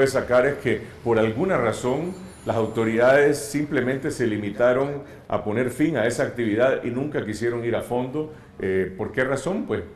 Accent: Nicaragua; Para mí, como nicaragüense, la gran pregunta es la siguiente.

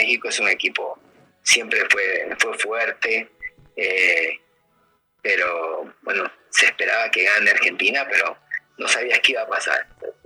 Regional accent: Guayaquil, Guayas, Ecuador; born there; Mi abuelo vivía en Guayaquil, yo nací en Guayaquil, pero ya me había movido a otro lugar.

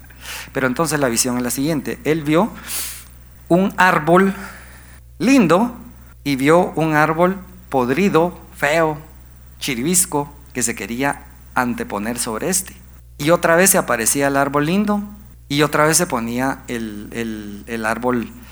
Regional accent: Guatemala; creo que nuestra identidad como guatemaltecos la tenemos que cambiar

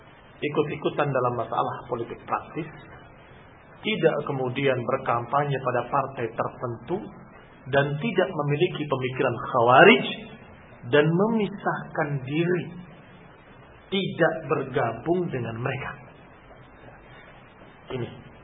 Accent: Thailand; Indonesian is a second language; Thailand. Dari Thailand. Assalamualaikum warahmatullahi wabarakatuh. Saya mohon maaf atas kekurangan bahasa Indonesia saya.

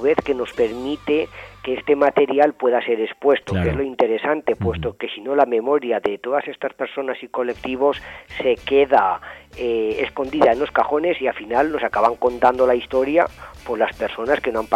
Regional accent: Monzón, Aragon, Spain; Pues cuando tenía unos 14 años, en mi pueblo, en Monzón, había mucha actividad política

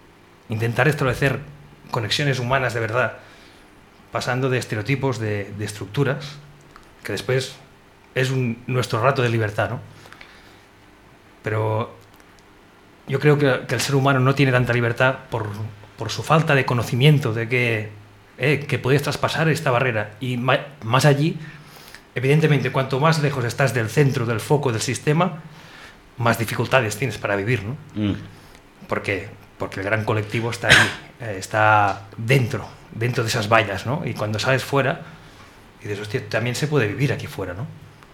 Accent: Catalonia, Spain; Tú eres educación marroquí y yo soy educación catalana

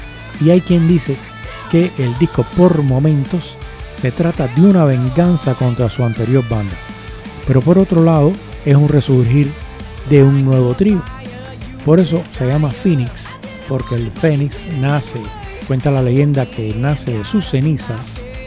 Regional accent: Spain; Si les molesta que yo soy español

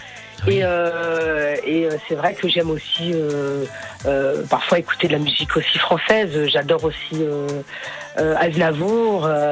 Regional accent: Paris, Île-de-France, France; Je suis de Paris

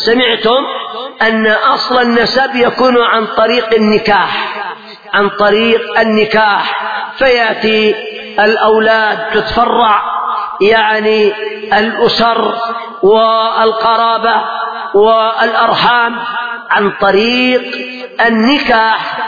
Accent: Yemen; قد ذكروا عندنا في اليمن

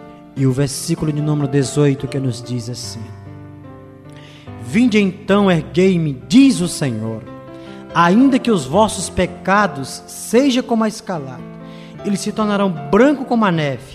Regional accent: Ceará, Brazil; Hoje nasci no dia 17 de agosto de 1966, sou cearense, graças a Deus, com muito orgulho, e sou filho de crente, filho de pastor.

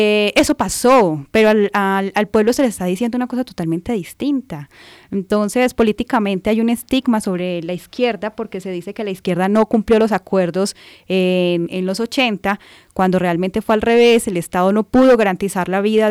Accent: Colombia; nosotros hemos firmado muchísimos acuerdos como colombianos

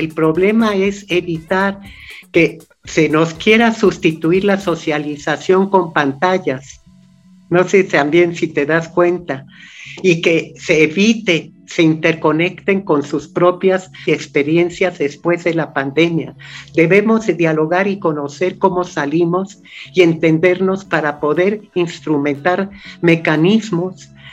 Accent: Mexico; ¿cuáles son nuestros grandes temas que también debemos reconocer como mexicano?

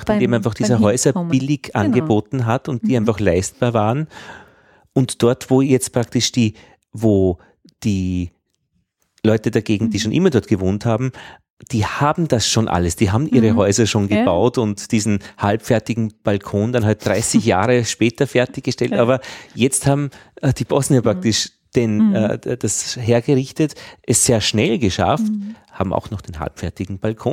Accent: Upper Austria, Austria; Wo ich herkomme, an der österreichisch-deutschen Grenze bei Braunau

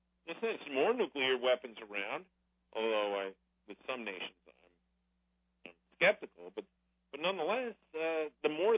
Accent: United States; I'm an American, and I don't get obsessed with some third-rate power overseas getting a nuclear bomb.

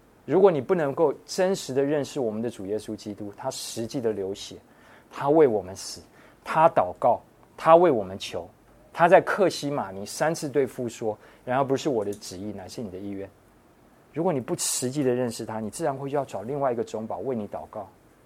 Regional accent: United States; 我自己发现，因为我可能从小在美国长大，华人在争论的时候时常会觉得你是在针对我。

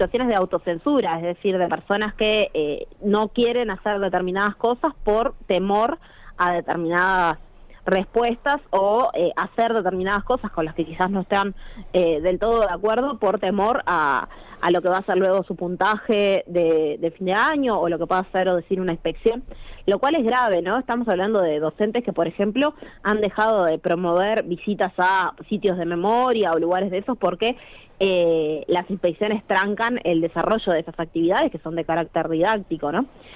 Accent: Montevideo, Uruguay; Sí, en realidad yo soy de Montevideo, no integro la filial, en este caso de Maldonado

